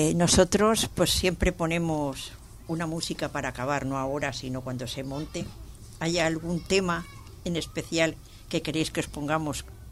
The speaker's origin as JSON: {"language": "Spanish", "town": "Barcelona", "region": "Catalonia", "country": "Spain", "tie": "born there", "said": "Yo soy catalana, ¿eh? Nací en Barcelona."}